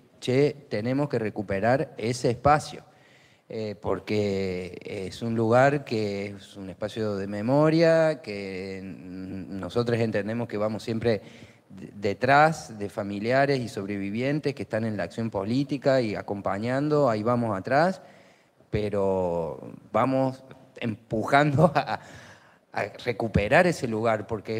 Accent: Córdoba, Argentina; yo vengo de Córdoba

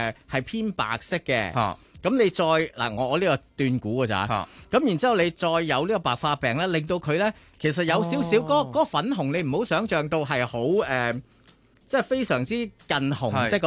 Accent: Hong Kong; 成为咗我哋香港人咧说话咧。

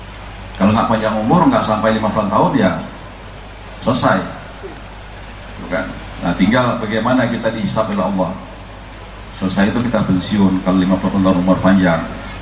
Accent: Bengkulu, Indonesia; Kebetulan saya juga putra daerah di sini. Saya belum sampai 2 bulan jadi Kapolda Bungkulu.

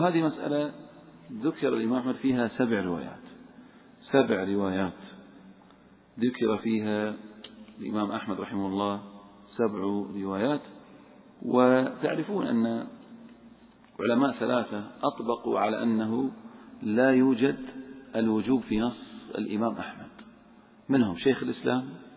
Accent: Saudi Arabia; لأن هناك حصل عندنا في السعودية غبار

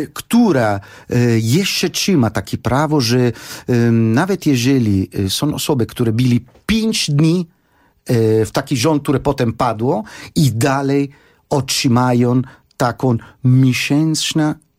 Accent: Italy; Polish is a second language; bo pochodzę z takiego kraju, który jest fantastyczny, ten kraju, który wymyślił prawo, ta rzymska cywilizacja

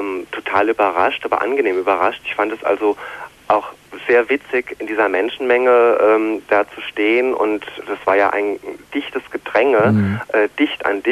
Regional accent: Marburg, Hesse, Germany; now in Darmstadt, Germany; Ich komme aus Marburg, wohne aber in Darmstadt.

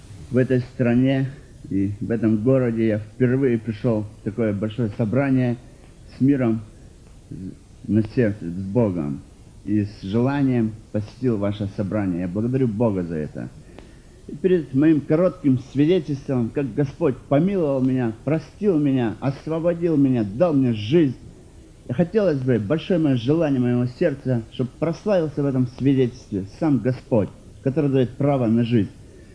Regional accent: North Caucasus, Russia; also born or lived in Kazakhstan; Родом я из Казахстана. 5 лет было мне, когда мы переехали на Северный Кавказ. Я из большой семьи, из христианской семьи.

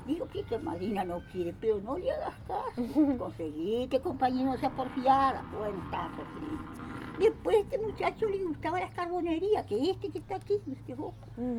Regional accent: Uruguay; Yo nací en Isla Patrulla.

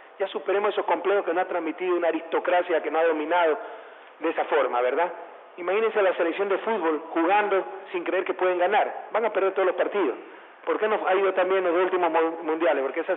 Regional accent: Ecuador; me he conocido en mi país palmo a palmo, pero siempre se descubre algo nuevo. Entonces, he descubierto el arroz de Macará

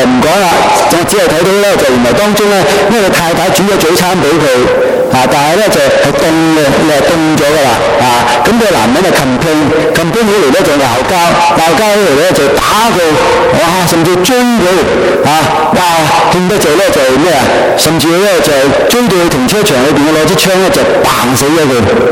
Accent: Hong Kong; now in Canada; 提醒我哋香港人，提醒埋我哋加拿大人，提醒埋我哋基督徒啊

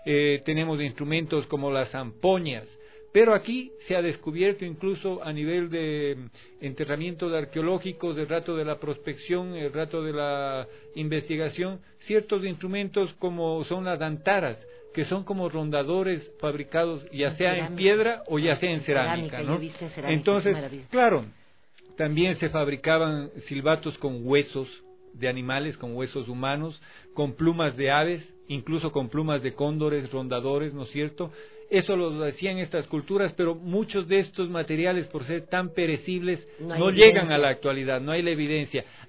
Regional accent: Cuenca, Azuay, Ecuador; yo crecí en Cuenca entre artesanos ceramistas

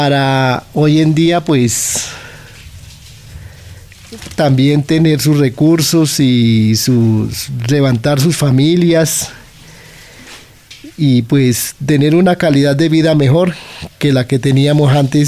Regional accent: Puente Nacional, Santander, Colombia; now in Bogotá, Colombia; tengo 54 años y soy oriundo de Puente Nacional Santander. Bueno, eso fue cuando yo decidí venirme de mi pueblo en Santander, aquí a Bogotá.

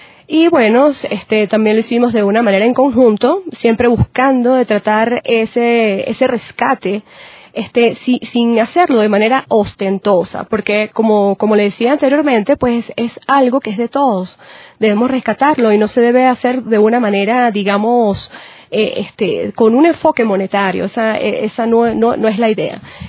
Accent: Andes, Venezuela; nosotros también como venezolanos, andinos, ¿verdad?

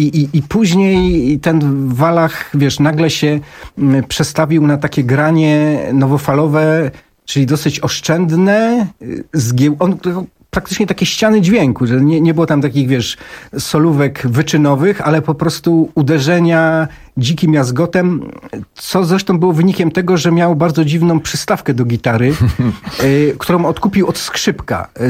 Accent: Częstochowa, Silesian Voivodeship, Poland; Ja na przykład pochodzę z Częstochowy i to sam na własnej skórze odczułem.

